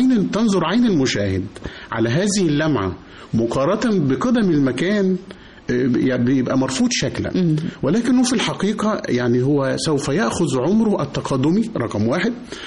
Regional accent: Egypt; لو عندنا اثر زي مسافر خانة عندنا في مصر تم حركه تماما

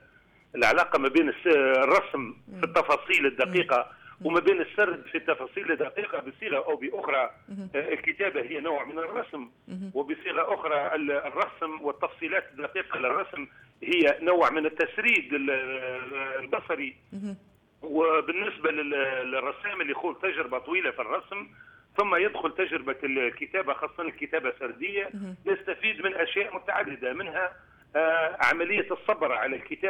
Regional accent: Douz, Kebili Governorate, Tunisia; بالإضافة لعلاقتي بجوز هي مدينتي التي لم أقم فيها إلا في فترات الإجازات, يعني أنا الآن عمري 57 سنة لم أقيم في دوز إلا في سنة واحدة سنة البكالوريا

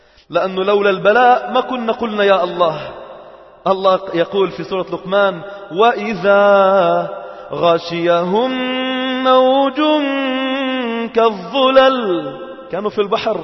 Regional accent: Lebanon; يعني مش مفتوح مثل عندنا في لبنان

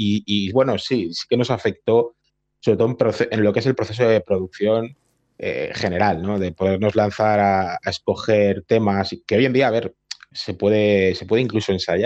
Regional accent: Barcelona, Catalonia, Spain; unos estudios muy conocidos para los que somos de Barcelona

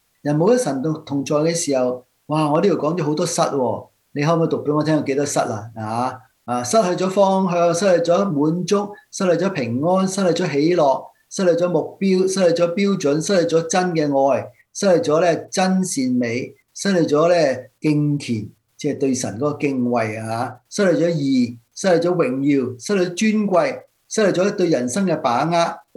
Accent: China; 我哋中國人好多時候早餐死噶嘛

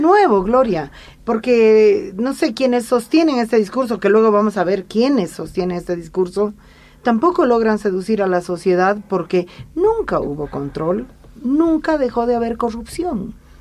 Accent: Bolivia; Yo, como boliviana, no tengo memoria de un corrupto o corrupta

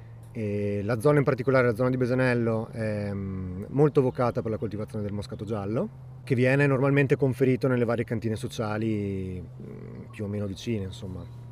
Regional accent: Rovereto, Trentino-Alto Adige, Italy; sono nato e cresciuto a Rovereto, in Valle Agarina

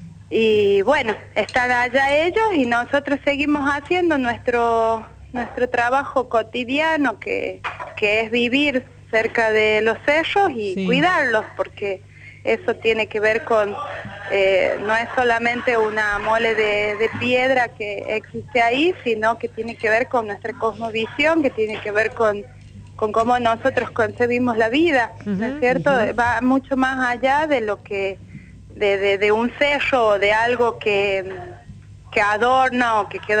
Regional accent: La Rioja, Argentina; Nací en La Rioja y vivo todavía en La Rioja.

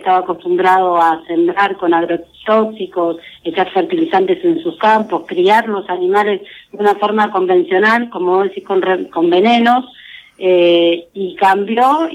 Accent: San Vicente, Buenos Aires Province, Argentina; Yo soy de San Vicente

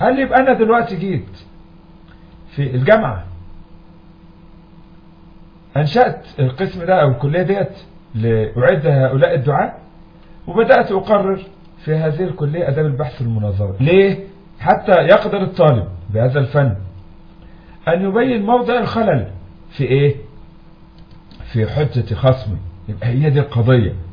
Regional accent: Egypt; عندنا في مصر بعض المدرسين تركوا كتب السلف

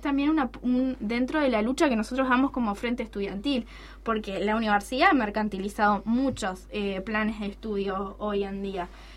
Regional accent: Paysandú, Uruguay; yo soy de Paysandú, ¿no? Entonces, muy cerca de mi barrio hay un vivero de UPM.

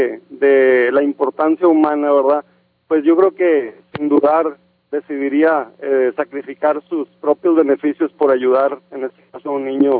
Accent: El Salvador; now in United States; Yo soy de El Salvador, que ya es típico escuchar decir

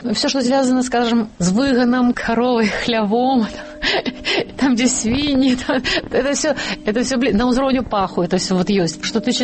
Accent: Baranavichy, Brest Region, Belarus; born there; Лічуся я, што нарадзілася ў Баранавічах, але сама лічу сябе дамашоўкай. Гэта вёска 10 кіламетраў ад Баранавіч, Дамашэвіч, дзе нарадзіліся мае бацькі.

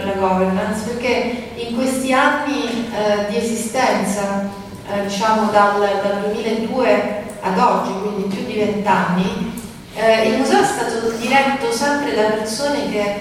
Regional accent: Rome, Lazio, Italy; come romana, ho frequentato moltissimo il museo in tutti questi anni, compatibilmente col fatto che per qualche anno appunto sono stata, vivevo altrove, e dirigevo un museo in Toscana.

